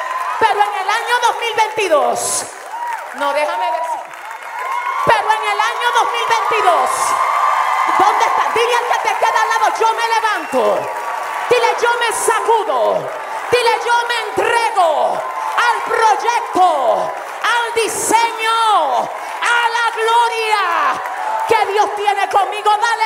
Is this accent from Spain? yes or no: no; Dominican Republic; Yo vine de República Dominicana a hablar con gente determinada.